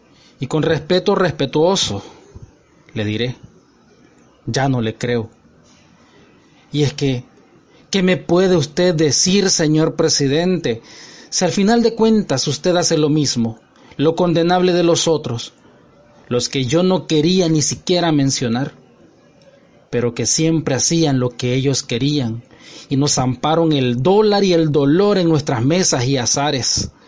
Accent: El Salvador; moved away as an adult; now in Panama; soy salvadoreño residiendo en Panamá desde hace algunos años.

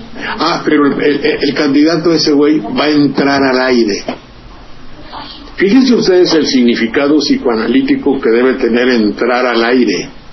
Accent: Xalapa, Veracruz, Mexico; la televisión de mi pueblo, de Veracruz y de Jalapa

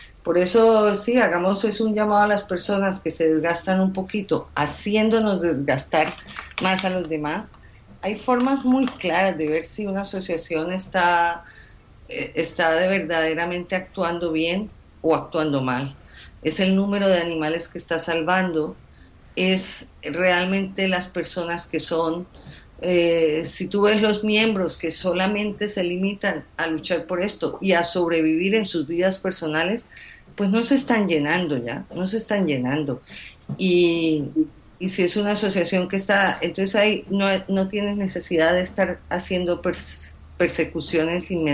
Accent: Colombia; born there; moved away; yo soy colombiana de nacimiento y me duele mucho lo que pasa en Colombia.

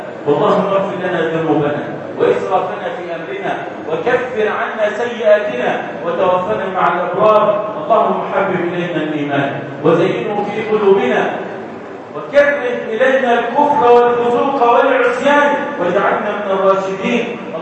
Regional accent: Egypt; اللهم اصلح حال بلدنا مصر

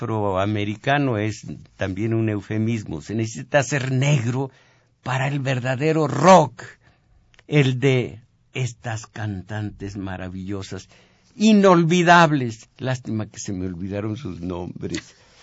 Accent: Zacatecas, Mexico; No nací en Veracruz, se necesita haber nacido allí para ser jaranero, para los sones veracruzanos. En cambio, se me da la música de mi tierra, aunque no la practico, la música de Zacatecas.

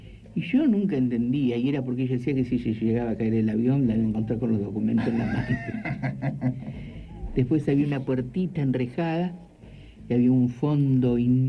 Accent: Concepción del Uruguay, Entre Ríos, Argentina; En Entre Ríos, en Concepción del Uruguay.

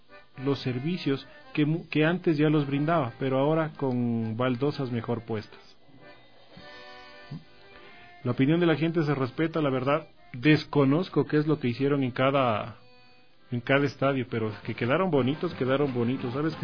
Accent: Ecuador; como somos ecuatorianos, hemos de pasar en la televisión desde las 10 más o menos sentados

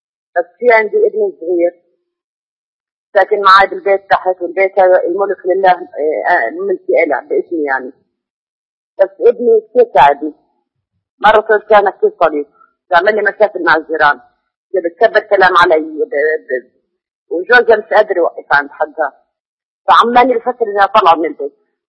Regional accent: Jordan; من الأردن.

